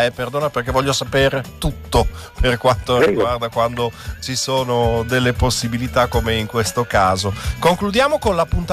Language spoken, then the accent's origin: Italian; Bologna, Emilia-Romagna, Italy; io sono bolognese, esatto.